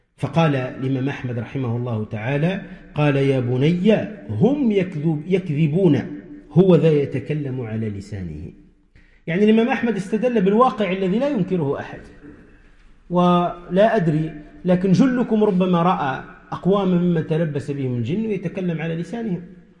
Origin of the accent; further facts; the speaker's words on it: Tunisia; عندنا في تونس من جاهلية الناس يقولوا